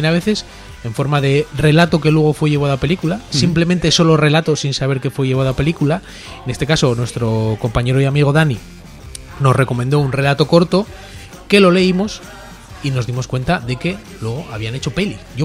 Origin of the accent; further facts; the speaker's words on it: Spain; Porque es que somos españoles.